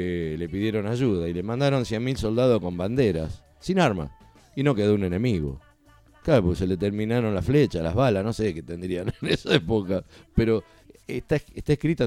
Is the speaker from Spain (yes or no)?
no; Pavón Arriba, Santa Fe, Argentina; born there; Pavón Arriba, significa ahí nací yo, donde nació Ignacio Capani